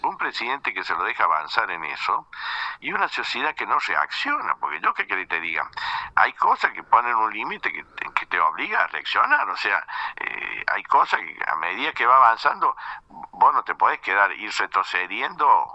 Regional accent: Argentina; yo como argentino, si veo dos estaciones de servicio, uno que tiene empleado y otro sin empleado, voy a que tiene empleado.

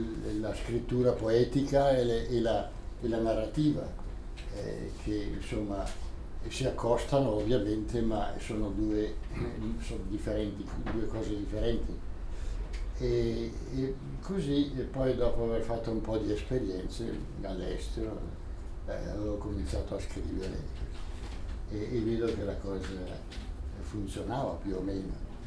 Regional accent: Bolzano, Trentino-Alto Adige, Italy; born there; E sono nato a Bolzano

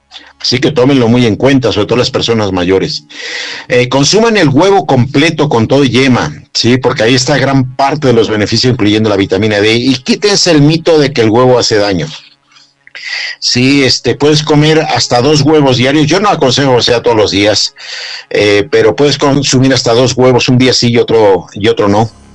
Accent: Mexico; como mexicanos tenemos muchas deficiencias importantes

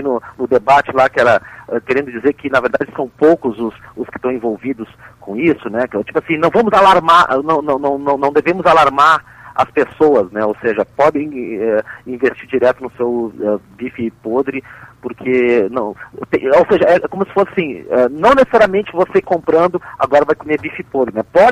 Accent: Brazil; Até porque eu como bom brasileiro, me autodeprecio.

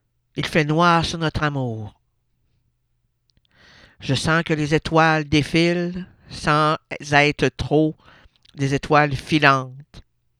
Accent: Sherbrooke, Quebec, Canada; Sherbrooke, pas petite région Sherbrooke, oui, on est une belle ville.

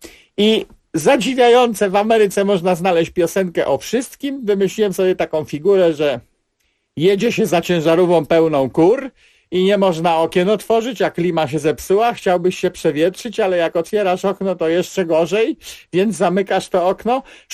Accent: Pomeranian Voivodeship, Poland; U mnie na Kociewiu nie mówi się plewić ani pielić, jak w centralnej Polsce, tylko mówi się hakować.

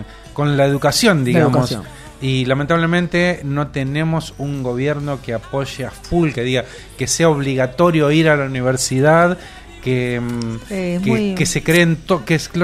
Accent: Argentina; Somos argentinos.

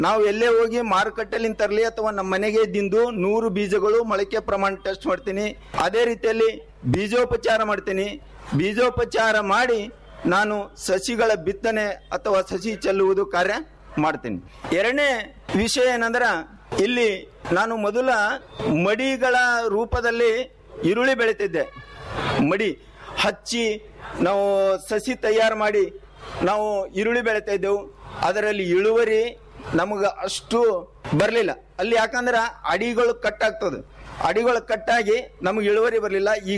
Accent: Haleprága, Karnataka, India; ನಮ್ಮ ಊರು ಹಾಲೆಪ್ರಗಾ ಗ್ರಾಮ. ಹಾಲೆಪ್ರಗಾ ಗ್ರಾಮ ಬೀದರ್ ಡಿಸ್ಟಿಕ್ ನಲ್ಲಿ

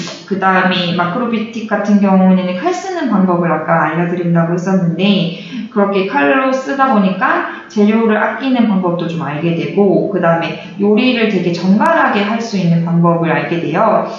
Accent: Haman, South Gyeongsang, South Korea; 저희 동네가 제 고향이 함안이거든요. 그러니까 수박으로 되게 유명한 곳이에요.

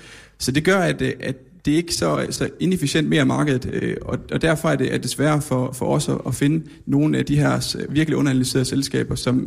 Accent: Jutland, Denmark; Men vi er jo også fra Jylland, så vi bliver også nødt til at være lidt nede på jorden.

